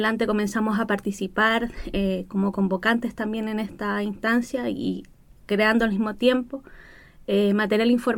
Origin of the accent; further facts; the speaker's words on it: Cerro Navia, Santiago Metropolitan, Chile; Yo soy de Cerro Navia, una comuna popular, donde muchos de los niños y jóvenes tenemos asma